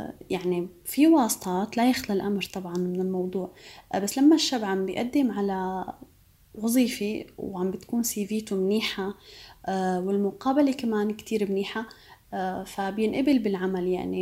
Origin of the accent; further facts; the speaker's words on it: Idlib, Idlib Governorate, Syria; انا كوني صبيه من ادلب